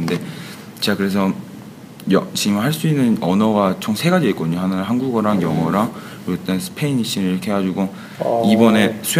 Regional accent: South Korea; 저는 한국 사람이고 학생입니다.

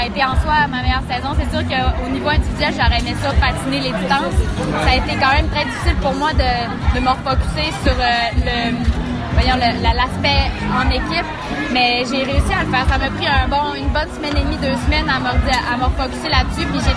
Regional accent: Saint-Félicien, Quebec, Canada; je viens de Saint-Lucien, je suis une fille de la région du Saguenay-Lac-Saint-Jean, puis je suis fière de mes racines, je suis fière de dire d'où je viens

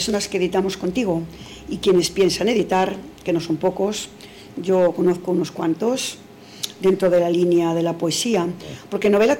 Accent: Castile, Spain; como castellana que soy.

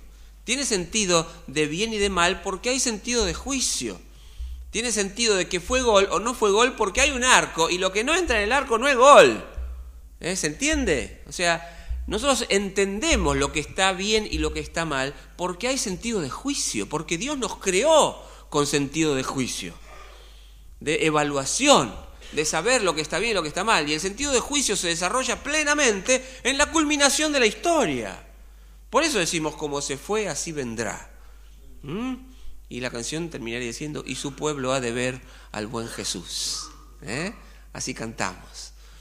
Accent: Buenos Aires, Argentina; Yo soy argentino, soy de Acuario, soy de Independiente, nacido en Barracas

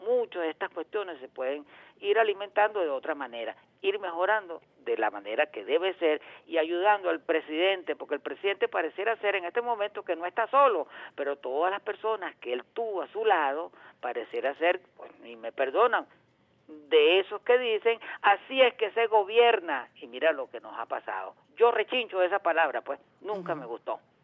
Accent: Venezuela; poner las cosas en su lugar como venezolanos que somos, como revolucionarios que queremos ser y como gente inteligente que al fin y al cabo somos.

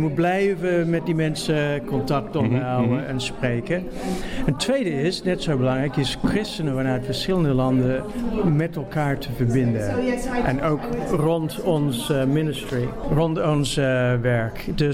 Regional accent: Australia; Dutch is a second language; moved away as an adult; also born or lived in England; now in Netherlands; Ik kom uit Australië. Ik heb mijn opleidingen in Australië en in Engeland gedaan. Ik woon al 20, 25 jaar in Nederland.

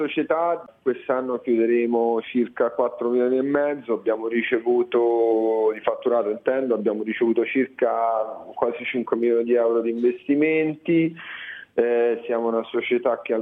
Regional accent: Rome, Lazio, Italy; born there; moved away as an adult; also born or lived in London; Sono nato a Roma e a 19 anni sono andato a Londra, appena finito il liceo, neanche aspettato i quadri, sono andato a Londra, ho fatto l'università là e ci sono rimasto fino a quando, cioè, avevo 30-31 anni.

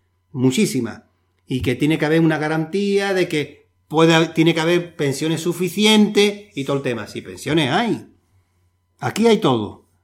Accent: Spain; como todos conocemos en nuestro país y somos españoles y españolas

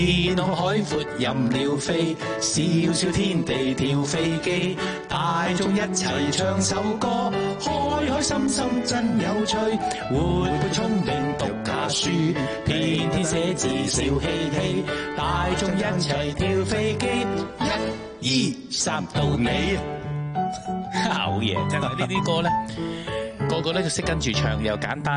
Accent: Hong Kong; 为香港乐坛。其实唔净止乐坛，为我哋香港人嘅生活，

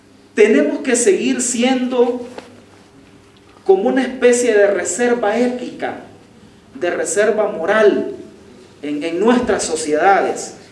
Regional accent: El Salvador; En general, en América Latina o en mi país. Ah, en El Salvador.

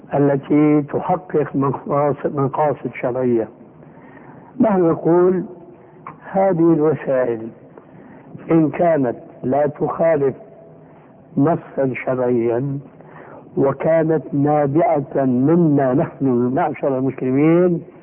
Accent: Syria; كما يقول العام عندنا في سوريا

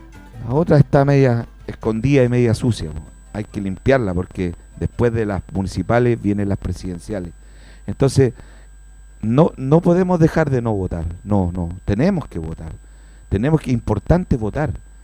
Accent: Puente Alto, Santiago Metropolitan Region, Chile; a mi país también, y a mi tierra, y a mi Puente Alto.

